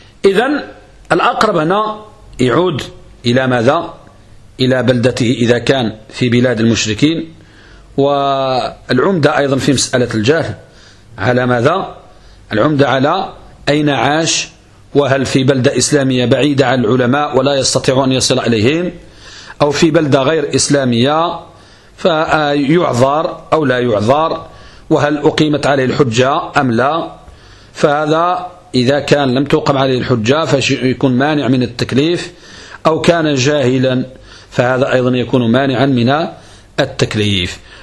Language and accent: Arabic; Morocco; يبيح الإنسان يزني عندنا في المغرب